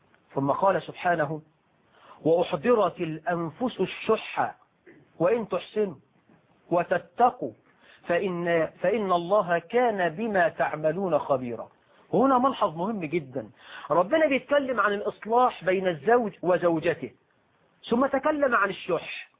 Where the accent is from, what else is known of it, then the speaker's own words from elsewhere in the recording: Egypt; عندنا في مصر